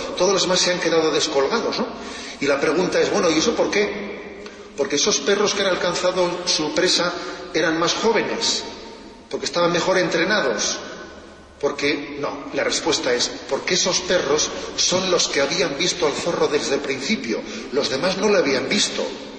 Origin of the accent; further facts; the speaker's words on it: Basque Country, Spain; y estoy pensando ahora en mi tierra, cuando alguien corta con su tradición, es como un árbol que corta con sus raíces, que se seca. Es verdad, ¿eh? Se habla mucho de ETA como un fenómeno terrorista